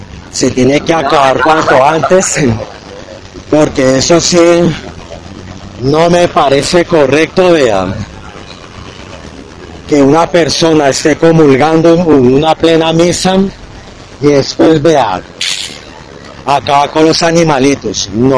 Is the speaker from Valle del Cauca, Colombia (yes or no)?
no; Bogotá, Colombia; desde Bogotá, en mi ciudad natal de Tunjuelito